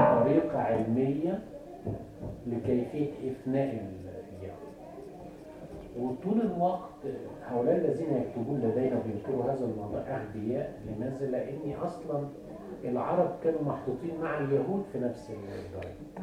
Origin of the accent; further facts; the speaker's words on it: Egypt; تعرفوا ان احنا كان عندنا في مصر في ذلك الوقت شعب ضخمه جدا